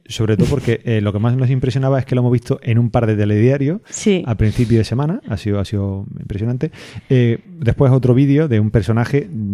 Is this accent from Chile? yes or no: no; Spain; Como españoles que han emigrado, que han vuelto y que ven con grandes posibilidades la... O sea, está la posibilidad de tener que emigrar otra vez